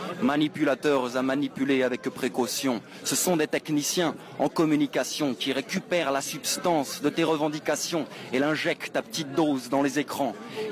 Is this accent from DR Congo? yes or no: no; Auvergne-Rhône-Alpes, France; Alors, je viens d'Ardèche